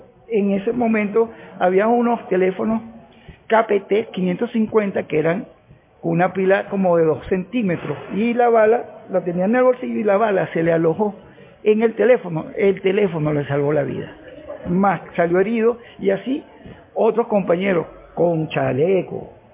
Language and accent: Spanish; Venezuela; Como venezolano, creo que la conspiración continúa.